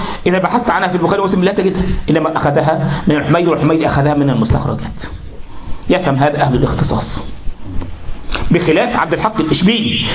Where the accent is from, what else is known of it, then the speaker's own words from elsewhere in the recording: Egypt; وكذلك وحن عندنا في مصر ايه انت لما واحد يغلط في واحد